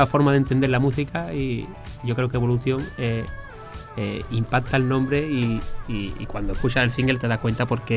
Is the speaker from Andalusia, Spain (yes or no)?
yes; Andalusia, Spain; Mi forma de cantar de aquí, de Andalucía, porque yo soy andaluz